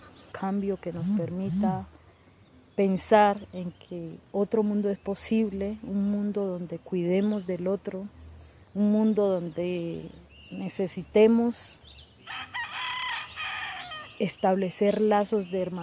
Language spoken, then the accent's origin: Spanish; Colombia; Hoy necesitamos sacar como colombianos y colombianas, sobre todo, lo mejor de nosotros para nuestras familias